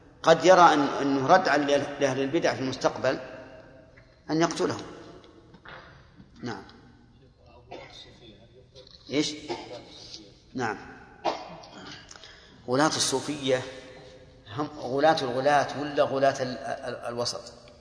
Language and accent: Arabic; Saudi Arabia; لأن الحاج حتى لو جاء مثلا وجد عندنا في السعودية يعني جماعة في التوعية ما يكفي